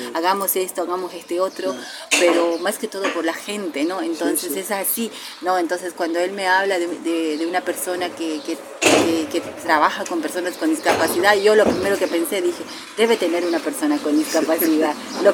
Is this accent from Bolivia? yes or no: yes; Bolivia; recién en mi país, con el gobierno de Evo, de hace 14 años, hay que reconocerlo